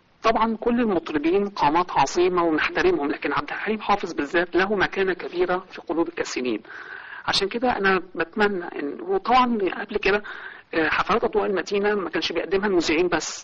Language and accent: Arabic; Shubra, Cairo Governorate, Egypt; من شبرا من مصر.